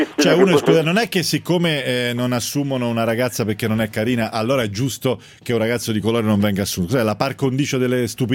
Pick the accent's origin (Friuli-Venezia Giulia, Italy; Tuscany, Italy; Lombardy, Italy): Tuscany, Italy; che si paga anche in Toscana dalle mie parti, 15 euro.